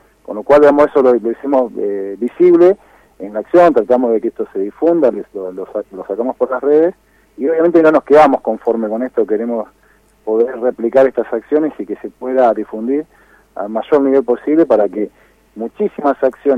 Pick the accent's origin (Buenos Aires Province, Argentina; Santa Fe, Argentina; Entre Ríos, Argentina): Buenos Aires Province, Argentina; Moreno